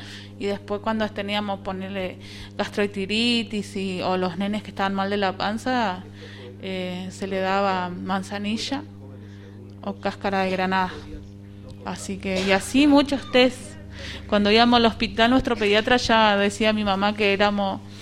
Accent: San Vicente, Misiones, Argentina; born there; Nací en Misiones. Ah. O sea, el lugar donde nací es San Vicente de Misiones, que es el cuarto municipio de la capital, que es Posada.

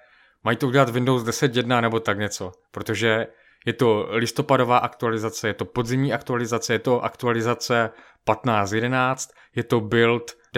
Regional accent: Moravian-Silesian Region, Czechia; accent: Silesian; Ty tam nemáš ten slezský akcent, já jsem ze Slezska

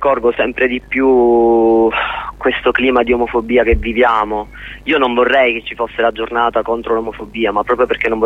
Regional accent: Catania, Sicily, Italy; also born or lived in Rome; Di tornare a Catania.

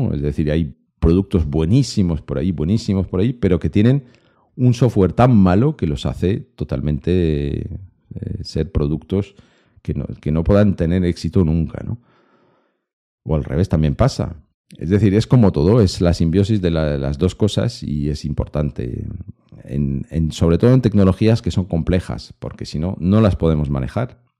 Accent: Lyon, Auvergne-Rhône-Alpes, France; Spanish is a second language; hay un salón de domótica robótica que se hace en mi tierra, en Lyon, todos los años.

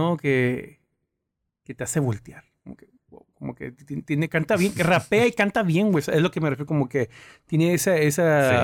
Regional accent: Los Angeles, California, United States; born there; yo sí nací en Los Ángeles, güey. No sé si sabías, yo nací allá.

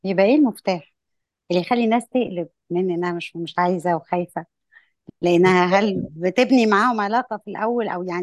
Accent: Egypt; فهل ده احنا بس كمصريين؟

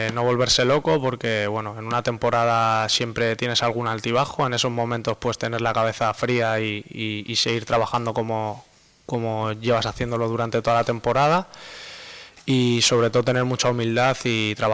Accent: Madrid, Community of Madrid, Spain; En Madrid, pues bueno, somos los dos de Madrid

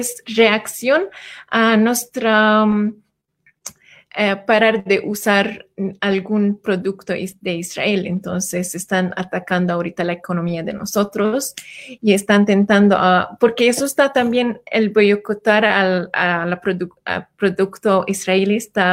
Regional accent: Palestine; de Palestina

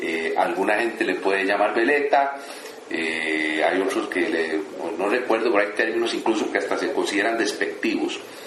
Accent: Costa Rica; nos encontramos como buenos ticos que somos todos

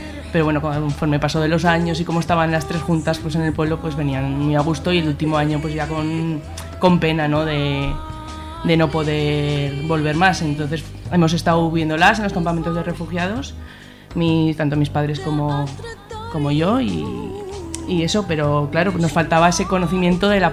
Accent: Artieda, Aragon, Spain; Estuvo viniendo 6 años a Artieda, a mi pueblo

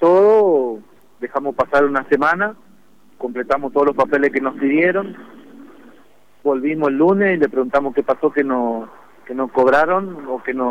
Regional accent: Quitilipi, Chaco, Argentina; Nosotros somos de Quitilipi, estamos a 180 kilómetros de la capital

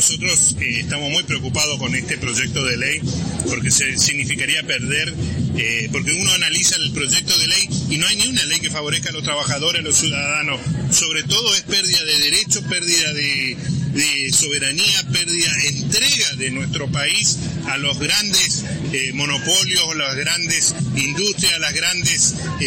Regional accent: Argentina; El Estado somos todos los argentinos

